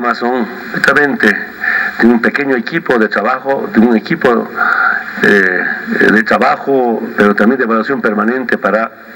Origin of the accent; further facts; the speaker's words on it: Bolivia; es un paso importante que damos como bolivianos